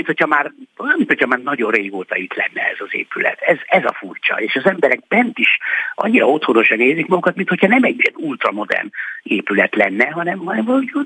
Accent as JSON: {"language": "Hungarian", "region": "Budapest", "country": "Hungary", "tie": "born or raised there", "said": "én itt nőttem föl a 7. kerületben, gyakorlatilag 6.-7. kerületben az iskoláimat itt végeztem, Asztóriánál nevelkedtem, ott születtem."}